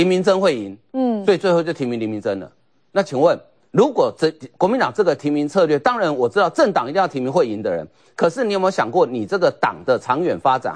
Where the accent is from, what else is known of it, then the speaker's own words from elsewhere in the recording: Taiwan; 其实我们台湾人常讲